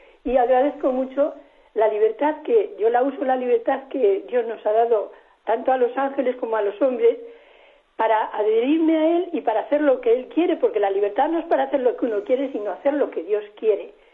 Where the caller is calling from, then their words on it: Madrid, Community of Madrid, Spain; soy de Madrid